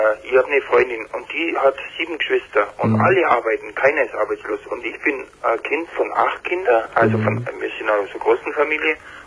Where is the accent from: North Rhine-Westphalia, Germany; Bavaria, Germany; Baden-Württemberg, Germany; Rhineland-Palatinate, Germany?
Bavaria, Germany; Kempten; Ich bin aus dem Allgäu.